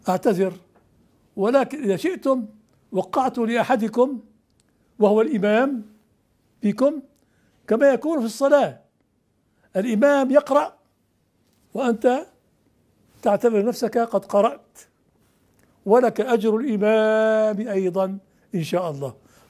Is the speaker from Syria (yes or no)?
yes; Syria; moved away as an adult; also born or lived in Morocco; أنا هاجرت من سوريا ثلاث مرات، هاجرت تلك المرة إلى المغرب